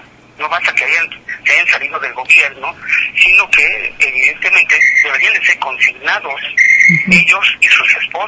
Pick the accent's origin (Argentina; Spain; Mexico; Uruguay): Mexico; Sonora; como un ciudadano del país, digo, no como sonorense, sino como un ciudadano del país